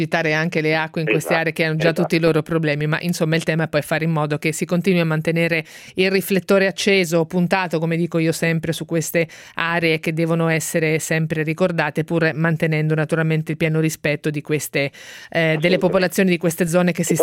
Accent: Marche, Italy; io sono marchigiana personalmente

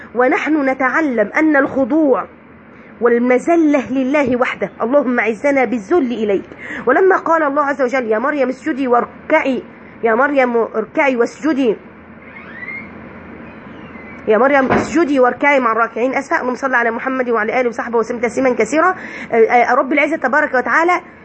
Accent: Egypt; حاجة عندنا احنا كده كمصريين منتشرة

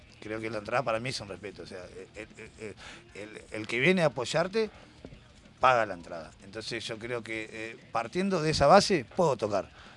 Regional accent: Solano, Buenos Aires Province, Argentina; nosotros somos de Solano

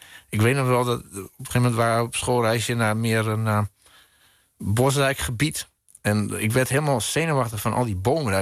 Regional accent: Friesland, Netherlands; Nou, op de vlakten van Friesland, hè, waar ik vandaan kom. Dus over leegte gesproken, dit is het ultieme lege landschap. Want ik kom ook nog eens behoorlijk uit het noorden van Friesland zelf.

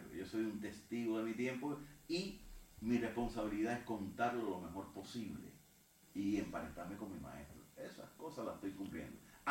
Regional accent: Cuba; now in Zaragoza, Spain; si yo soy un cubano que estoy aquí

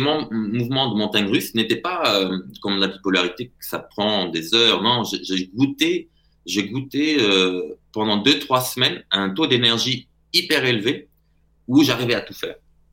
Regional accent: Portugal; parce que je suis portugais, donc j'ai accès à tout ce qui est portugais, j'arrive à lire facilement

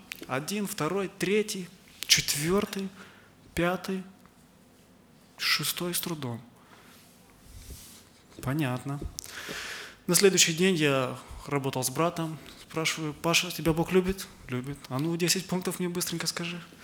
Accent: Chișinău, Moldova; братья и сестры, я из Молдавии, из города Кишинева

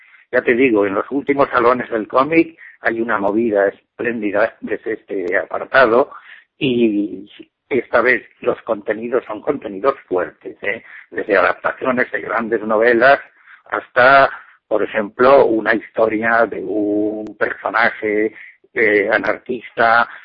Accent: Barcelona, Catalonia, Spain; Yo vengo de Barcelona y si te cuento cómo están las cosas, te pongo un ejemplo.

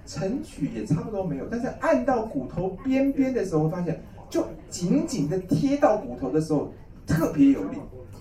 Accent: Taiwan; 而且本来我们台湾人都很慢活啊

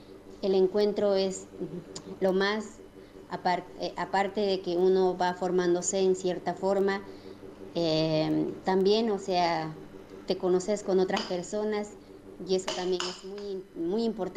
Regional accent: Bolivia; formo parte de la cooperativa Mujeres de Pie. Vengo de Bolivia

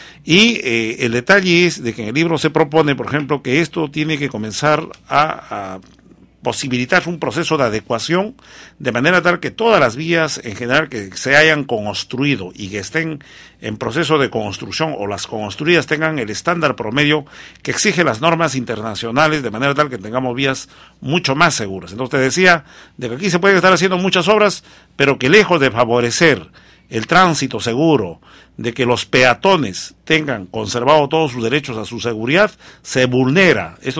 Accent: Huancavelica, Peru; Yo soy de Huancavelica

